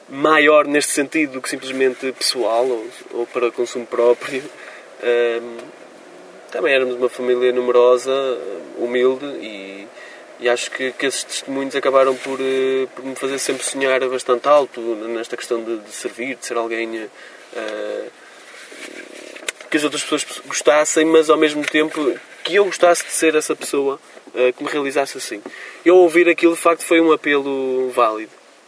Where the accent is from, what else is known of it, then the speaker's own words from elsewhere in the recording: Moreira de Cónegos, Braga, Portugal; lá na minha escola, em Moreira de Cornos, de onde sou oriundo, no Conselho de Guimarães.